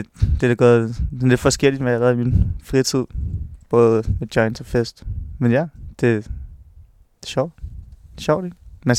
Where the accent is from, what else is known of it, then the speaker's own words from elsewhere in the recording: Hørsholm, Capital Region of Denmark, Denmark; Jeg tror, jeg husker meget tydeligt, hvad det den dag, at jeg flyttede fra mit barndomshjem i Hørsholm.